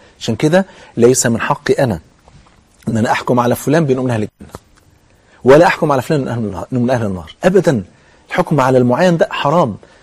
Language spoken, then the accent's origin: Arabic; Egypt; زي ما انا كده كمصري مثلا بلغه مصر